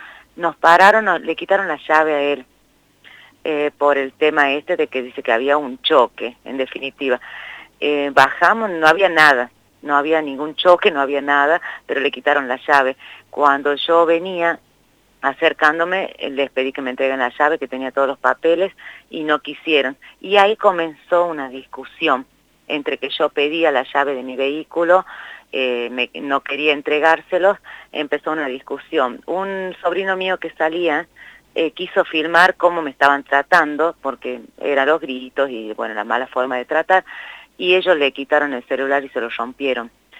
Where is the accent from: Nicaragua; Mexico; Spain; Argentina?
Argentina; Concepción, Tucumán; No, yo soy de Concepción, que es la primera ciudad de Tucumán